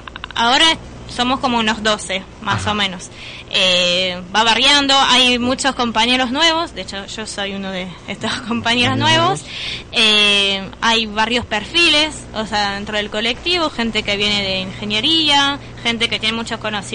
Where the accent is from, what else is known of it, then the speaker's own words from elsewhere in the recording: Paris, Île-de-France, France; De París.